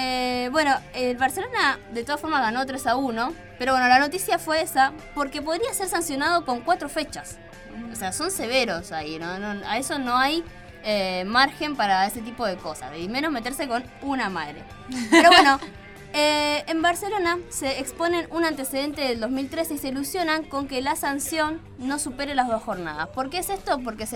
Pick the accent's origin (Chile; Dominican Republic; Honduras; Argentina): Argentina; obviamente, somos argentinos